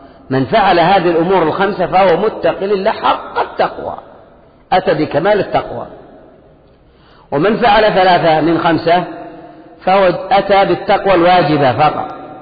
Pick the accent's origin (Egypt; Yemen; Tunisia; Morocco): Yemen; فبعض الأشياء عندنا في اليمن ليست من خوارم المروءة